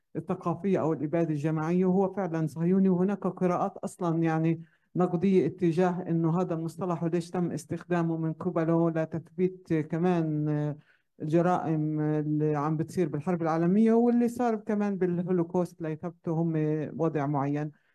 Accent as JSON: {"language": "Arabic", "country": "Palestine", "said": "وعم نمارس احنا كفلسطينيين كمان دورنا بالتعايش مع النكبة"}